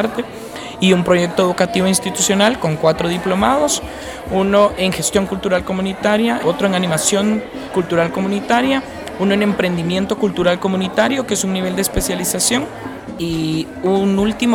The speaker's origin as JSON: {"language": "Spanish", "country": "Guatemala", "said": "soy de Guatemala."}